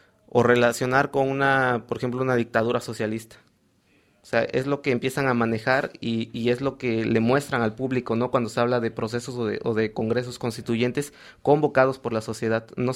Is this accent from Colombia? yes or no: no; Mexico; se les ocurrió preguntarnos a nosotros como mexicanos que si nos parecía que había democracia